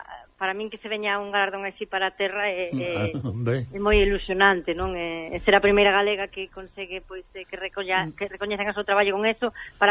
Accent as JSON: {"language": "Galician", "region": "Galicia", "country": "Spain", "said": "Para min, o maior orgullo que teño como cociñeira, como galega, é que tantísima xente de moitos sitios se senta a comer a miña casa e sinte o que é Galicia, non?"}